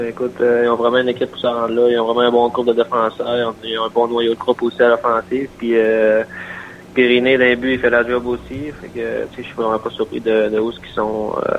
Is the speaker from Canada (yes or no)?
yes; Roberval, Quebec, Canada; now in Montreal, Canada; Là, je suis vraiment en vacances. Je suis chez nous à Robertval, mais je m'entraîne un petit peu.